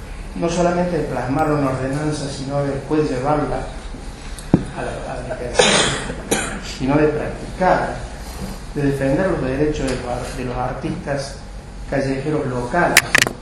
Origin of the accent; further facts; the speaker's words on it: Capilla del Monte, Córdoba, Argentina; born there; Yo soy nacido en Capilla del Monte.